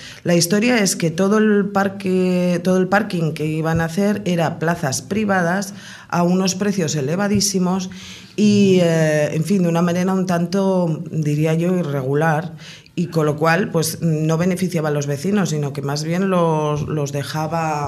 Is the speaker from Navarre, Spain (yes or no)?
yes; Pamplona, Navarre, Spain; yo por ejemplo que vengo de Pamplona